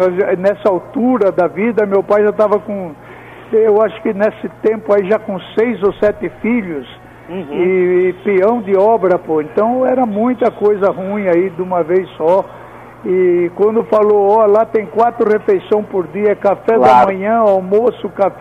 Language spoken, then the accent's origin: Portuguese; São Paulo, Brazil; meu pai era de São Paulo, Eu mesmo nasci no Brás, na rua Maria Joaquina. O meu pai era da cidade de Amparo, minha mãe nasceu no Canindé, nós éramos daqui mesmo.